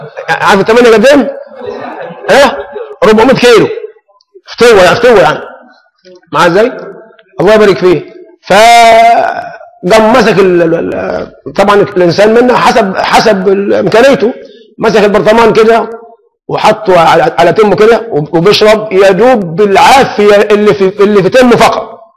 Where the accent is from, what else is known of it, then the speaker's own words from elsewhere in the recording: Egypt; احنا هنا كمصريين يعني بنحب اللون شوي